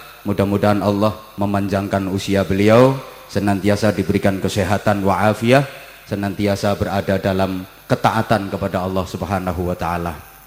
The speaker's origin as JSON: {"language": "Indonesian", "region": "Java", "country": "Indonesia", "said": "Bagi kita orang Jawa, kesempurnaan nikmat hidup itu harus lengkap, harus menjadi 10."}